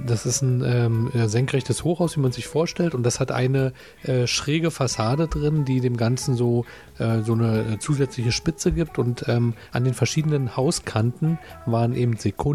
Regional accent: Berlin, Germany; also ich als Berliner verwechsel die auch immer

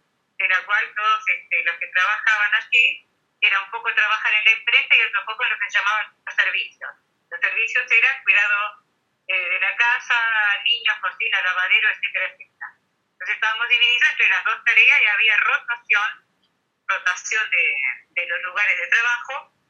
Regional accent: Uruguay; Yo soy de Uruguay y mi compañero es argentino.

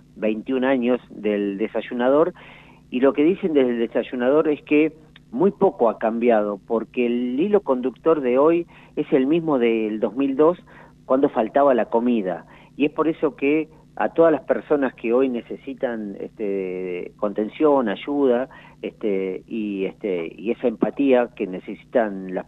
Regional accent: La Pampa, Argentina; la situación social que estamos viviendo como pampeanos, como pampeanas, como argentinos

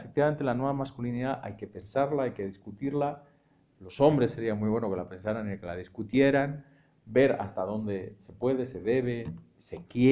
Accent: Madrid, Community of Madrid, Spain; born there; ese es el Madrid y esa es la España de esos departamentos, así, donde yo nací en el año 77, 5 años después del estreno de la película, en ese tipo de barrio.

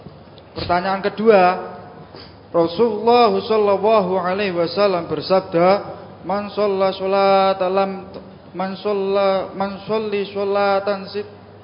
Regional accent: Pati, Central Java, Indonesia; Di daerah saya, Pati, Jawa Tengah

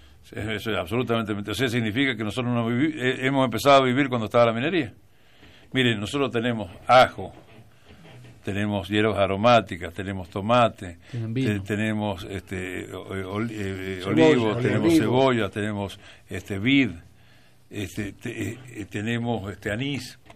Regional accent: San Juan, Argentina; Yo porque soy sanjuanino, pero soy argentino.

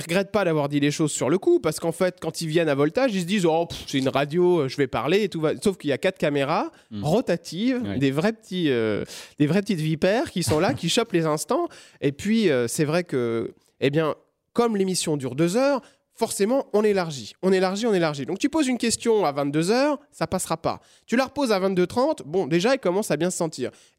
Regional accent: Rennes, Brittany, France; Moi, vous savez, je suis un petit Breton qui vient de Rennes

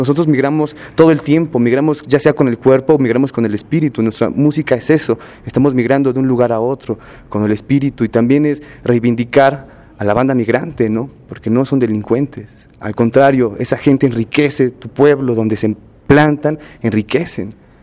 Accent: Mexico; nosotros como mexicanos tenemos una identidad migrante muy fuerte.

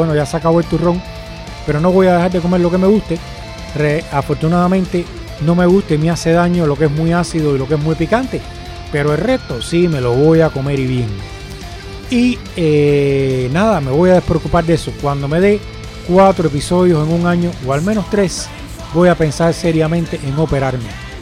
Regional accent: Cuba; todo el que me oye hablar sabe que soy cubano y el que lo sabe porque yo se lo he dicho también, como yo soy cubano

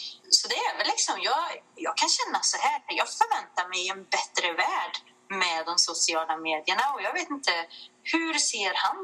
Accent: Väse, Värmland, Sweden; jag är ju från Väse då, och vi vill ju gärna se oss som ett eget litet kungadöme här i Väse

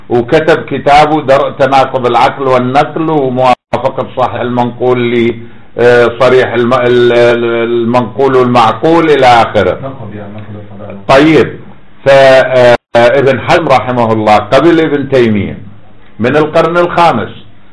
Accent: Iraq; عندنا في العراق جاب قمنا نجد على الارصفة

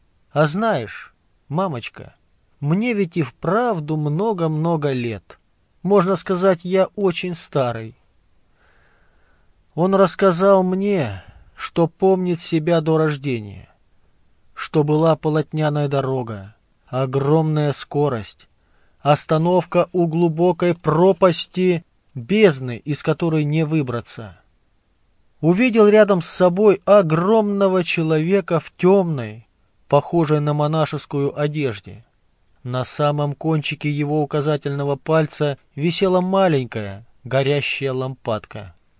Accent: Krasnoyarsk Krai, Russia; born there; наш род — поморские староверы, раскулаченные, гонимые, дошедшие до Красноярского края, где я и родилась в Боготольском районе.

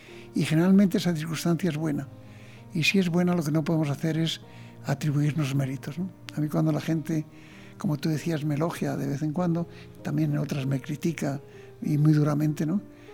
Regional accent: Spain; Y luego también soy español claramente, ¿no?

